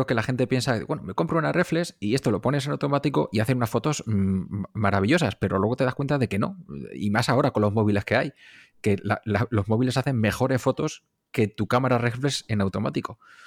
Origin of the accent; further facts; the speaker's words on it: Castilla-La Mancha, Spain; Yo soy de un pueblo de La Mancha, vivo aquí en Mota del Cuervo, rodeado de molinos.